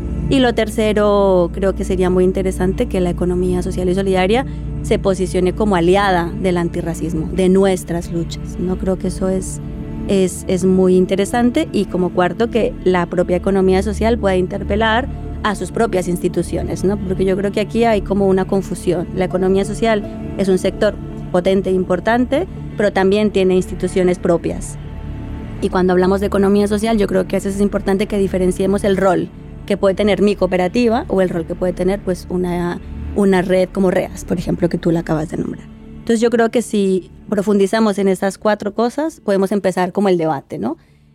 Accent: Colombia; Yo, por ejemplo, que soy colombiana, allí hay una economía popular comunitaria

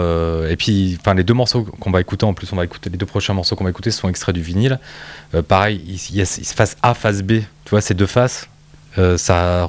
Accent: France; On est de culture française, on est français

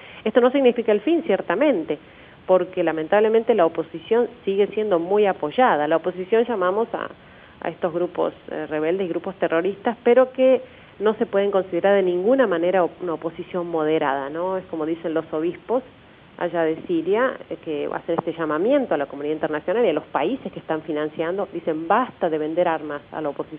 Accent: Argentina; Bueno, pues yo pertenezco, soy argentina

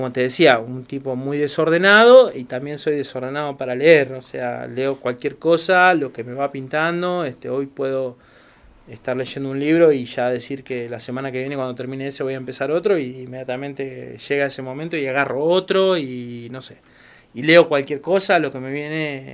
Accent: Bahía Blanca, Buenos Aires Province, Argentina; moved away as an adult; Nacido y criado, a los 19 años me fui. A los 18 o 19, no me acuerdo. A La Plata. Me fui a estudiar y no volví nunca más.

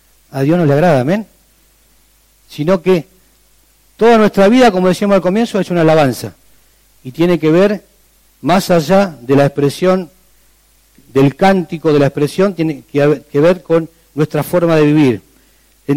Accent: Argentina; decimos, no me voy a meter, soy argentino. Esa es la frase nuestra.

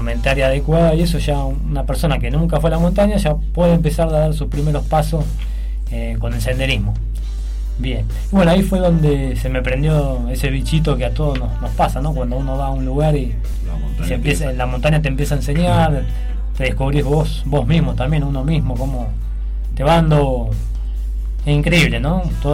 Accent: Mar del Plata, Buenos Aires Province, Argentina; soy de, como dice acá el compañero, soy de Mar del Plata

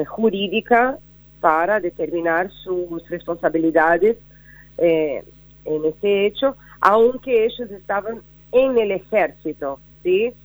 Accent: Brazil; Spanish is a second language; now in Argentina; dice que ocurre en mi país. Y yo acá, viviendo en Argentina, me quedo siempre entre Brasil y Argentina

